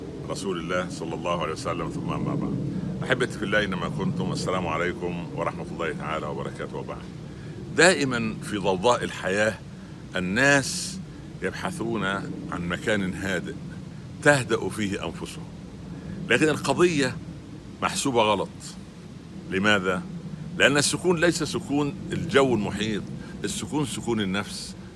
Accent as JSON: {"language": "Arabic", "region": "Upper Egypt", "country": "Egypt", "said": "او الفلاح عندنا في الصعيد"}